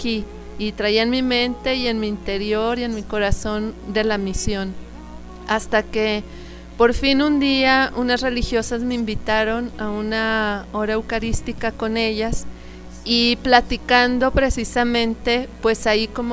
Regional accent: Torreón, Coahuila, Mexico; Yo soy de Torreón

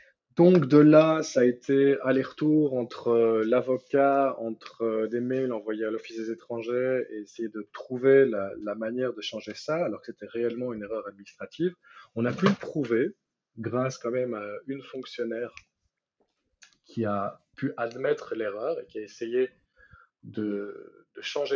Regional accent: Belgium; born there; also born or lived in Spain; je suis citoyen belge, je suis né en Belgique, j'ai la nationalité belge, sauf que ayant résidé en Espagne pendant presque 6 ans

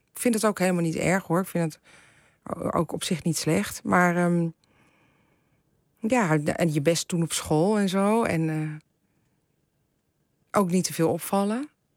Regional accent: The Hague, South Holland, Netherlands; ik ben natuurlijk weer van de generatie daarna. Dus ik ben in Den Haag geboren en getogen.

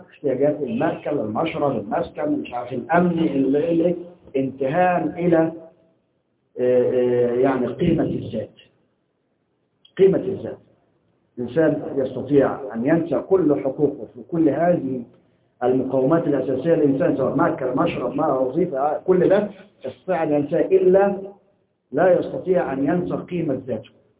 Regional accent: Egypt; احنا عندنا في مصر كان الدستور السابق

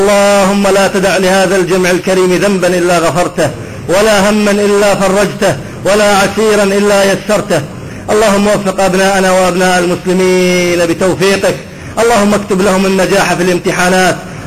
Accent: Iraq; أنا أعرف لهجة أهل الفلوجة ولسانهم لأني من البلد

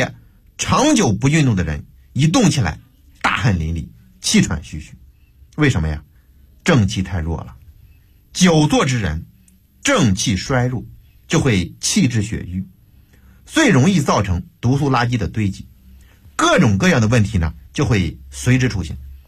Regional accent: Beijing, China; 我们北京人呢还喜欢吃这个羊蝎子

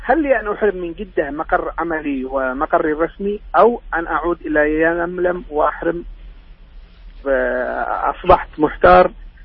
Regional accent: Yemen; now in Jeddah, Saudi Arabia; السؤال الثالث يعني يمني، دخلت إلى حدود المملكة قبل شهرين

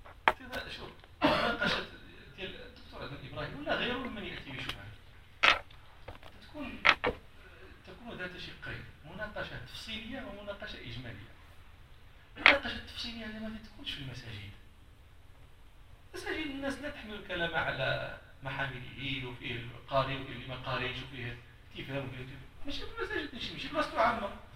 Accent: Morocco; المثل اللي تيتقال عندنا في المغرب

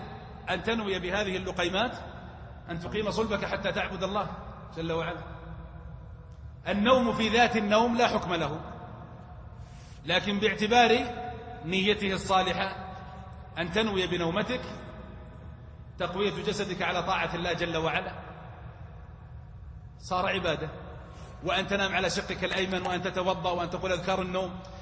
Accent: Hejaz, Saudi Arabia; ما غير معروف عندنا في الحجاز، صح ولا لا؟

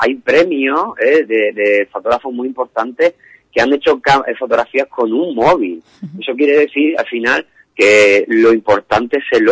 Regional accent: Murcia, Region of Murcia, Spain; yo soy de Murcia y viajo mañana a Cádiz

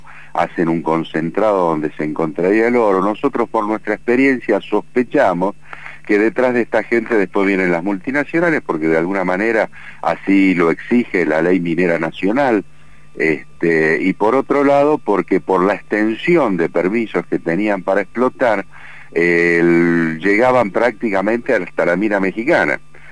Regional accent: Buenos Aires, Argentina; born there; now in Pituil, Argentina

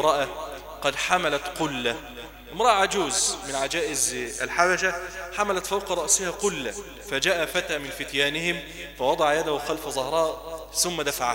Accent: Egypt; ونسأل الله عز وجل أن يحفظ بلدنا مصر وأن يجعلها واحدة للأمن والأمان

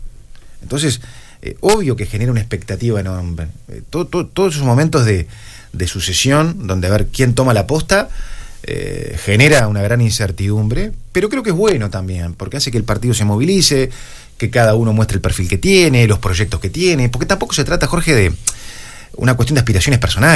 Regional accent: Maldonado, Uruguay; de poder servir a mi pueblo, servir a Maldonado

